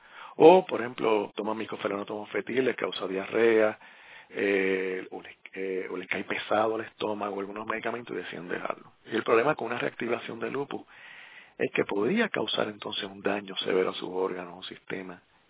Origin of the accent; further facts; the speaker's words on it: Puerto Rico; ese paisaje tan hermoso de mi tierra borinqueña.